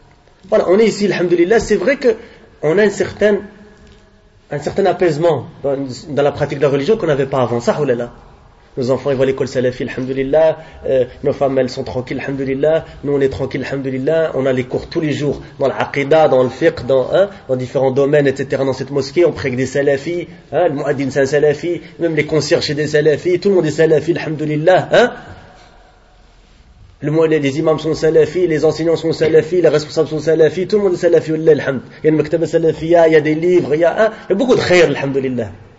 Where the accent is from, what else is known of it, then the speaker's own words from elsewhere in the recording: Morocco; On leur dit, viens chez nous au Maroc, viens, marhaban. Viens chez nous dans nos pays musulmans.